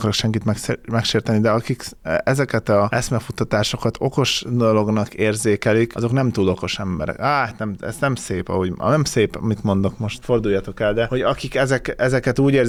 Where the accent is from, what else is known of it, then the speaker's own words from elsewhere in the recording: Hungary; Magyarként, aki itt nőtt fel, azt választom, ahol felnőttem.